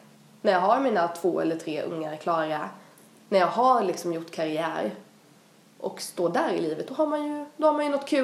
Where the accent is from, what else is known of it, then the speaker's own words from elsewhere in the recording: Växjö, Kronoberg County, Sweden; Kommer man från Växjö där vi kommer ifrån så skulle man kunna flytta till Göteborg, Malmö, Stockholm...